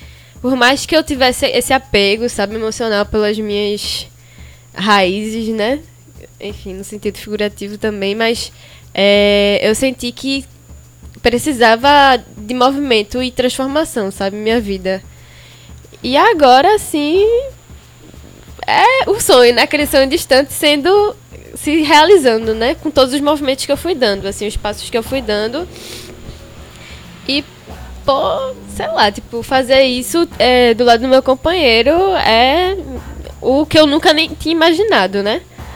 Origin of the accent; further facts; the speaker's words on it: Olinda, Pernambuco, Brazil; É, mas nunca saí mesmo da minha terra. Sempre fui muito fincada, sabe? Tipo, sempre tive essa coisa de minha terra, bairrista, olindense